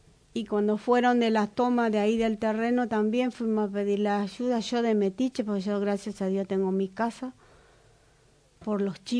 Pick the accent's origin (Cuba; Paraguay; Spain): Paraguay; mire señora, no discriminen, yo soy paraguaya